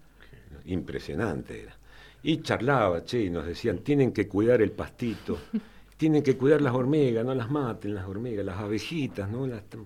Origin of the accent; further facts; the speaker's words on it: San José de Mayo, San José, Uruguay; Yo nací ahí en San José. Bueno, nací en el hospital Emilio Civil, allá en el parque, ¿no? Pero uh-huh. Mis primeras horas fueron ahí en San José, muy cerquita de la terminal